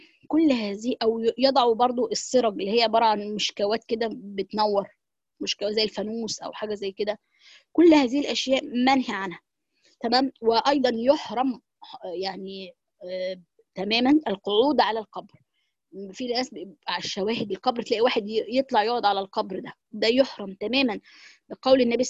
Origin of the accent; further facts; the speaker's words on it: Egypt; وده طبعا عندنا في مصر بيبقى كتير، او معرفش في الدولة العربية الكلام ده